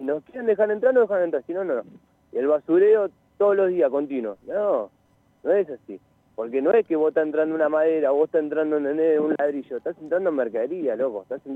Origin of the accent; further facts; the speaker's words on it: Alto San Lorenzo, Buenos Aires, Argentina; yo vengo de un barrio de Alto San Lorenzo, que estuve viviendo 17 años ahí.